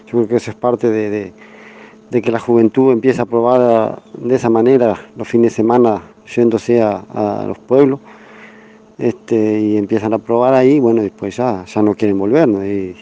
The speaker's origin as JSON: {"language": "Spanish", "region": "Tacuarembó", "country": "Uruguay", "tie": "born or raised there", "said": "de Tacuarembó. Bueno, fui aspirante hasta poco de colonización, ahí no tuve suerte. Y tampoco voy a bajar los brazos. Yo me crié en el campo, amo el campo"}